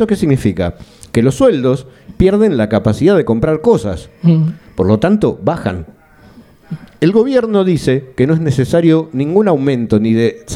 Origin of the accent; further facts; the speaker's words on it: Argentina; also born or lived in Gijón; Esto lo digo porque de alguna manera usted se dará cuenta por mi acento. Aparte de ser de Gijón, soy de Argentina.